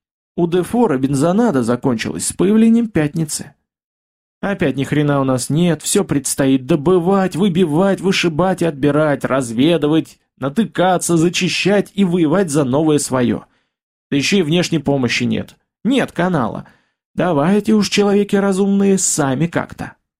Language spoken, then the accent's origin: Russian; Gorodets, Nizhny Novgorod Oblast, Russia; now in Nizhny Novgorod, Russia; приехал я из Нижнего в городец, на родину, к бабке